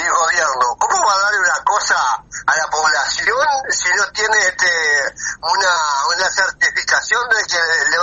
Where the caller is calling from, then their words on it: Minas, Lavalleja, Uruguay; de Minas, La Valleja.